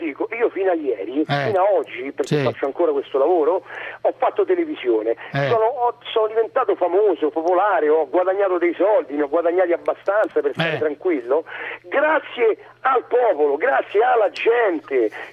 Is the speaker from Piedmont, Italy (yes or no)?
no; Rome, Lazio, Italy; io sono di Roma, mio padre era siciliano